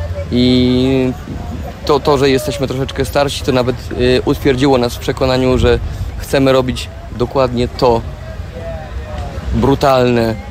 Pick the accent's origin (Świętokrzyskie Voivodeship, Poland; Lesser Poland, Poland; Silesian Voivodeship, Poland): Świętokrzyskie Voivodeship, Poland; Staszów; now in London, United Kingdom; obydwaj pochodzimy z Polski południowo-wschodniej, ja Staszów, Majer Sanok